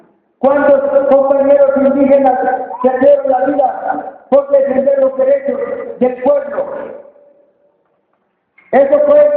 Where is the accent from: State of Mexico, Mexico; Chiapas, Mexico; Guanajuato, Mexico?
Chiapas, Mexico; first language Tzotzil; Spanish is a second language; quiero traducir un poco mi lengua materna, que es el lengua, la lengua tzotzil.